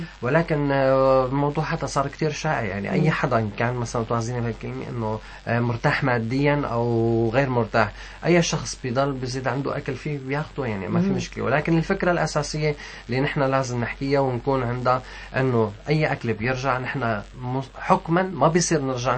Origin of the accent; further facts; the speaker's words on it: Syria; ما أنا لبناني بصراحة هي سورية بس نحن عنا كتير من الأكلات